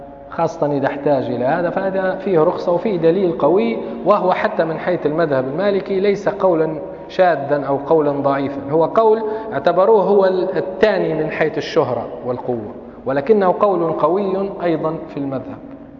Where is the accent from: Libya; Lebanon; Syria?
Libya; Tripoli, Tripoli District; الأوقات الأذان اللي عندنا في طرابلس من زمان